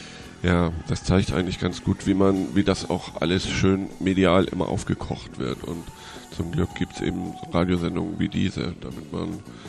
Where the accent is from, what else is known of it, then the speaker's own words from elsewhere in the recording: Hamburg, Germany; ganz passend dazu habe ich eine kurze Meldung aus meiner Heimatstadt Hamburg mitgebracht.